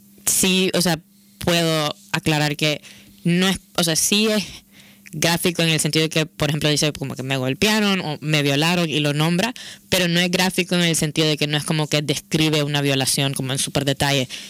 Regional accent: Nicaragua; now in Barcelona, Spain; Yo soy de Nicaragua y llevo pues como unos 6 años y pico viviendo en Barcelona

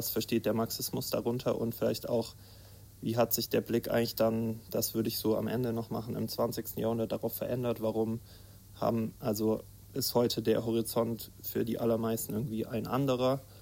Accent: Leipzig, Saxony, Germany; ich komme auch aus Leipzig, von dort, bin auch dort bei Platypus organisiert

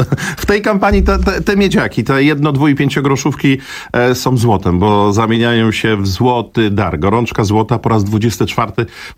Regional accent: Warsaw, Masovian Voivodeship, Poland; To było 24 lata temu, jeszcze wtedy jako warszawiak

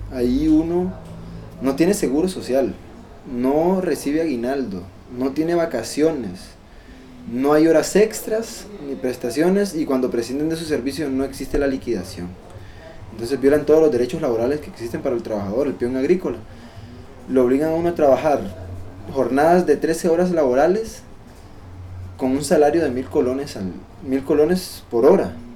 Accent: Los Chiles, Alajuela, Costa Rica; vengo de Santa Fe de los Chiles, frontera norte.

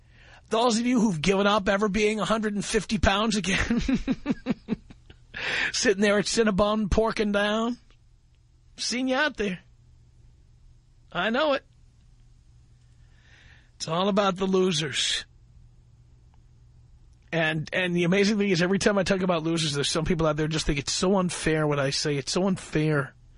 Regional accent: Hollywood, California, United States; Coming to you from my hometown of Hollywood, California.

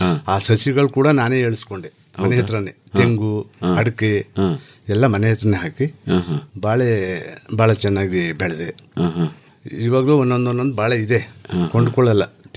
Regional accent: Kuppi, Karnataka, India; ನಾನು ಚುಂಚನಕಟ್ಟೆ ಹತ್ರ ಕುಪ್ಪಿ ಅಂಥೇಳಿ ಹಳ್ಳಿ.

